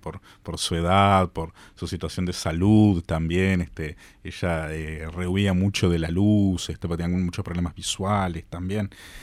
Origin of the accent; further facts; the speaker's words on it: Montevideo, Uruguay; Bueno, yo soy de Montevideo, soy montevideano, de un origen y una familia muy sencilla.